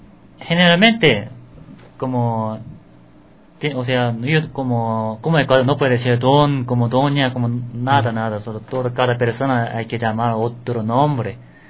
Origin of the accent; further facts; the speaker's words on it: South Korea; Spanish is a second language; O sea, soy coreana, entonces yo sé cómo, yo lo conozco bueno. Corea.